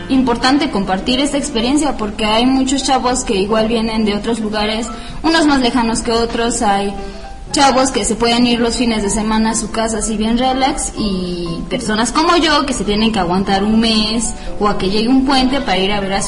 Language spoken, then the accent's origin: Spanish; Oaxaca, Mexico; Bueno, en mi caso, pues yo soy de otra ciudad, yo soy de Oaxaca.